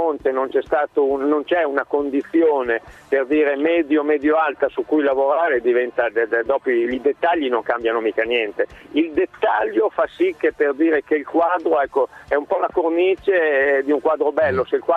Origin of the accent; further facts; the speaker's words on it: Salsomaggiore Terme, Emilia-Romagna, Italy; io sono di Salso Maggiore Terme